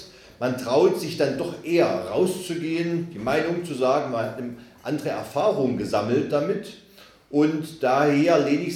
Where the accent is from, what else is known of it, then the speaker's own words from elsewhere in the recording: Saxony-Anhalt, Germany; wurde gesagt, ich komme aus Sachsen-Anhalt, aus dem schönen Burgenlandkreis. Ich wohne, lebe, bin verwurzelt direkt im Dreiländereck, also in der Mitte von Mitteldeutschland. Man könnte also sagen, der Mitte Europas. Ich komme aus einer Gegend, da habe ich es 10 Minuten bis Thüringen